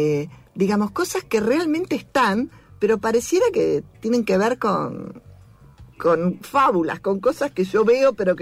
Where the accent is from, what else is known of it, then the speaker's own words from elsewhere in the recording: Buenos Aires, Argentina; Y esa vecina de Caballito soy yo, porque si bien el teatro está en Almagro, yo vivo en Caballito desde siempre.